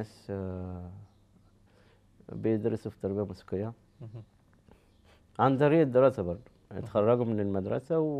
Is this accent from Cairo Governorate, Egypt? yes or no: yes; Cairo, Cairo Governorate, Egypt; born there; من مواليد القاهرة، بكالوريوس تجارة.